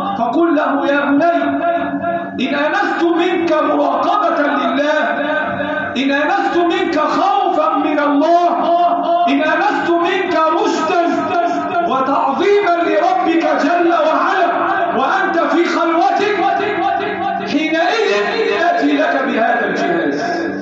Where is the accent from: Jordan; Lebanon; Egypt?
Egypt; اللهم احفظ بلدنا مصر وسائرها